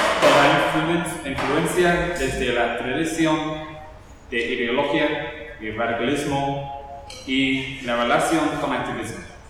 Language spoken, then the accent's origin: Spanish; England, United Kingdom; Spanish is a second language; soy director de Inglaterra